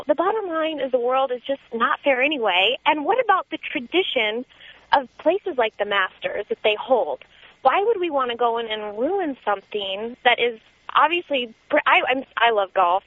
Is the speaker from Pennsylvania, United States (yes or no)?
no; Scottsdale, Arizona, United States; And I'm actually from Scottsdale, where there is an all-men's club